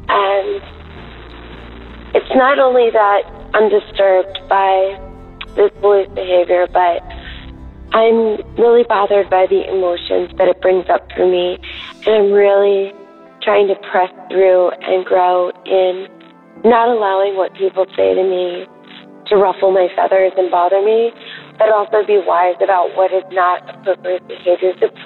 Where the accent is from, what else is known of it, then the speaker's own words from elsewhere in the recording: Los Angeles, California, United States; I'm from Los Angeles.